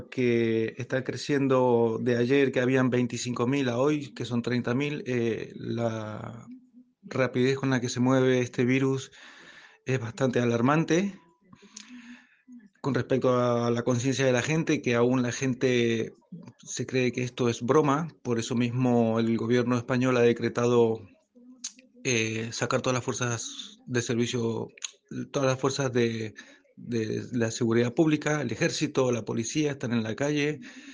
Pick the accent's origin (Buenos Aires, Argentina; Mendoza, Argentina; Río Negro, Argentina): Mendoza, Argentina; San José; now in Valencia, Spain; yo soy un mendocino de San José que llevo 13 años viviendo en Valencia.